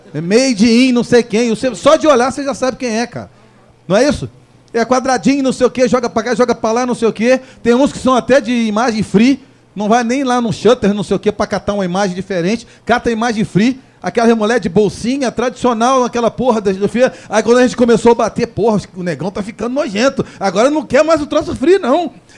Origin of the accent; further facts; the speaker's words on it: Conselheiro Paulino, Rio de Janeiro, Brazil; born there; nasci em Conselheiro Paulino.